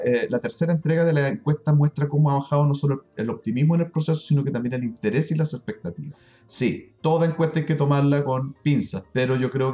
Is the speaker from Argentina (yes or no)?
no; Concepción, Biobío, Chile; somos gente de clase popular, somos gente de Gran Concepción, de familias obreras, digamos.